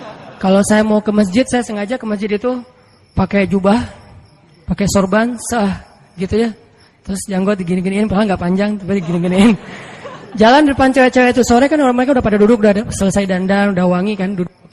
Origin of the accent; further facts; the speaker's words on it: Aceh, Indonesia; kan saya dari Aceh.